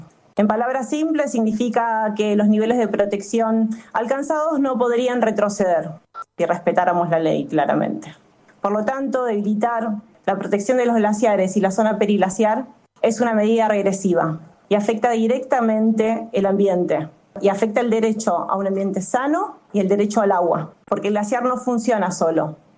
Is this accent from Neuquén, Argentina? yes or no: no; Tolhuin, Tierra del Fuego, Argentina; Yo vengo de Tolhuin, el corazón de la isla grande de Tierra del Fuego